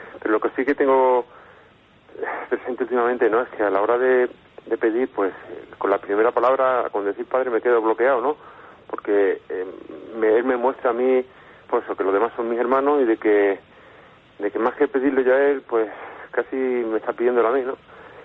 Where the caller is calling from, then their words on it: Alicante, Valencian Community, Spain; de Alicante.